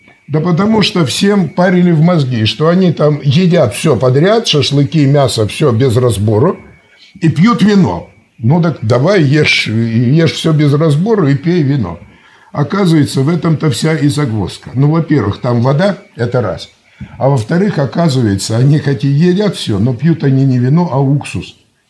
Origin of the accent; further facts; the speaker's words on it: Siberia, Russia; У нас всегда в Сибири, я сам сибиряк